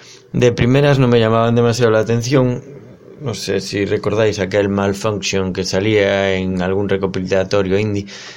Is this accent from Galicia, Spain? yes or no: yes; Lugo, Galicia, Spain; en pleno San Froilán, las fiestas de mi pueblo, o debería decir ciudad pequeña